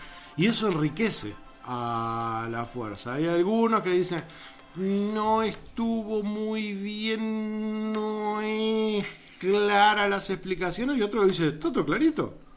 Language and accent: Spanish; Uruguay; Que uno de los valores que nosotros siempre decimos como Uruguay, como uruguayos que tenemos, es la solidaridad.